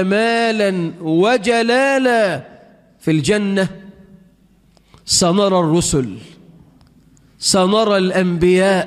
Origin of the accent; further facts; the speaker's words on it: Egypt; اللهم اجعل بلدنا مصر أمنا أمانا، رخاء سخاء